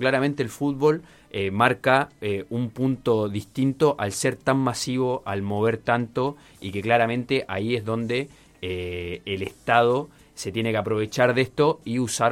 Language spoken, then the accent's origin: Spanish; Chile; now in Argentina; yo que vengo de Chile, a mí me parece que acá en ese sentido se ha podido movilizar un poco